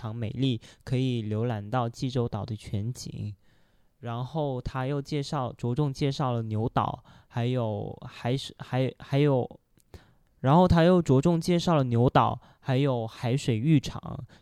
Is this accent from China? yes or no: yes; Guangzhou, Guangdong, China; Korean is a second language; 네, 제가 제 고향지 광저우 소개해드릴게요. 광저우는 그 중국 남쪽의 대도시인데요.